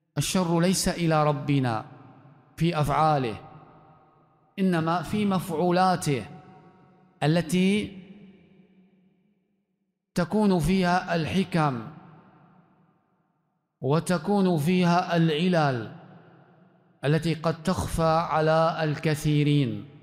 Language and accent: Arabic; Libya; في بلدنا ليبيا أو في بلد المغرب أن الأمر جد